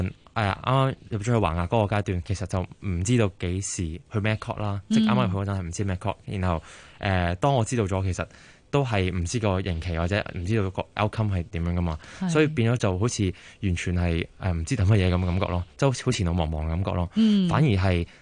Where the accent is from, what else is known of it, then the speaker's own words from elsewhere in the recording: Hong Kong; 其实我都系个香港人嚟嘅啫，咁我香港大系咪先？